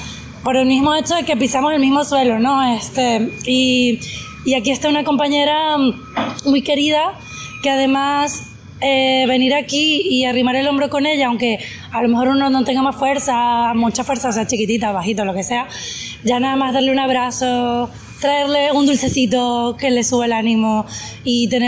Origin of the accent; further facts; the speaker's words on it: Venezuela; now in Valencia, Spain; yo soy venezolana, pero tengo mucho tiempo ya viviendo por aquí, por La Terreta, en Valencia, en la zona del Cabañal.